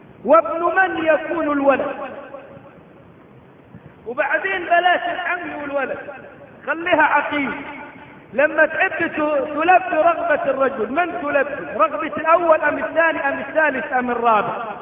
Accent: Egypt; ليس عندنا في مصر

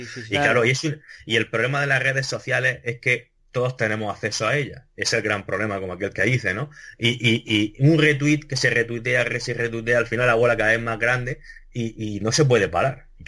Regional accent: Region of Murcia, Spain; estuviera en contra de los murcianos, siendo murciano

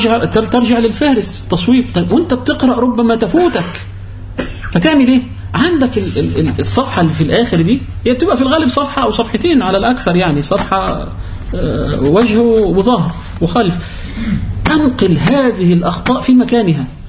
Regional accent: Egypt; لأن لهم منافذ بيع في عندنا في مصر

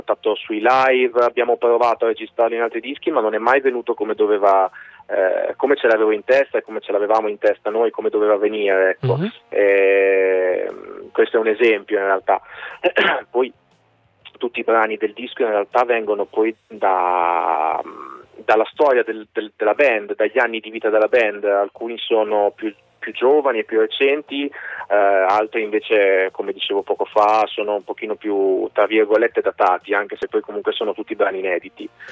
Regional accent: Rimini, Emilia-Romagna, Italy; Noi siamo di Rimini.

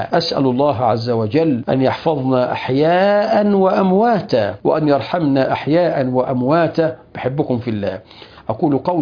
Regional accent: Egypt; الأمر الملفت للنظر عندنا في مصر

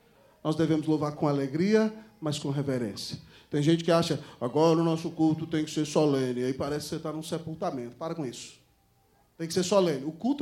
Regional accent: Brazil; Então, irmão, nós somos brasileiros.

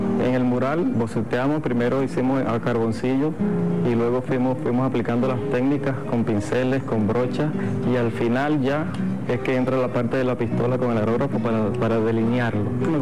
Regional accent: Anaco, Anzoátegui, Venezuela; born there; Nací aquí en Anaco, estado Anzoátegui

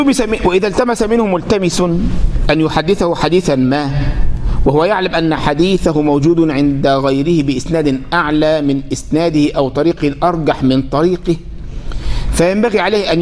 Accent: Egypt; مش زي واحد عندنا في مصر

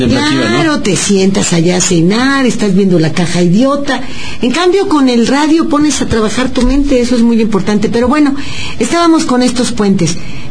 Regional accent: Mexico; los que no podemos vacacionar somos los mexicanos porque no tenemos dinero

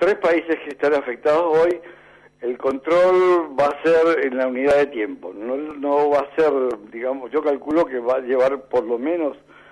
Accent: Mendoza, Argentina; Yo soy mendocino, sí.

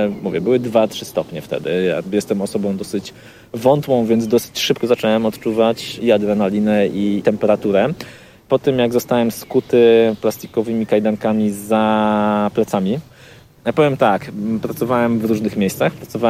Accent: Gdańsk, Pomeranian Voivodeship, Poland; No, jestem z Gdańska.

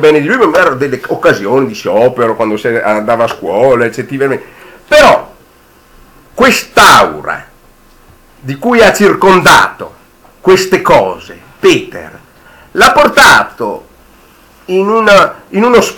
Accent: Verona, Veneto, Italy; perché io sono veronese, io sono sempre venuto in vacanze in Alto Adige

